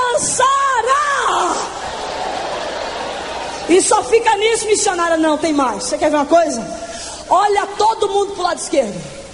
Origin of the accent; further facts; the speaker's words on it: Recife, Pernambuco, Brazil; com a minha avó eu fui criada até os 10 anos de idade, ali na cidade de Recife, capital de Pernambuco. Sou pernambucano de nascimento, nordestina.